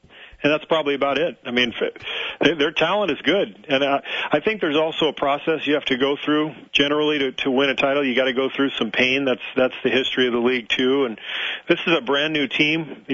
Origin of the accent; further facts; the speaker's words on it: Pacific Palisades, California, United States; I grew up in Pacific Palisades, all right? We didn't need anything like that.